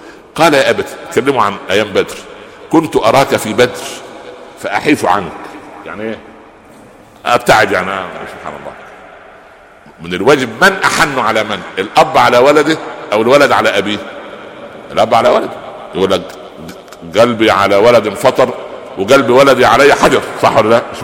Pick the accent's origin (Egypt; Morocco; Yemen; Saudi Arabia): Egypt; Minya Governorate; البهنسة دي عندنا في المنيا في الصعيد